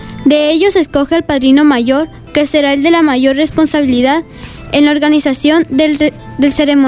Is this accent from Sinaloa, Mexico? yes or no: yes; San Miguel Zapotitlán, Sinaloa, Mexico; Buenos días, somos de San Miguel Zapotitlán, de la Escuela Alfonso Pellegrini, tiempo completo. Somos de sexto año B